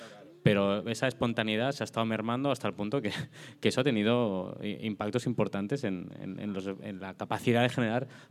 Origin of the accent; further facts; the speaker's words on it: Cornellà, Catalonia, Spain; De crío vivía en San Ildefonso, ¿no? Que es un barrio que está aquí al otro lado de esta colina, en Cornellá.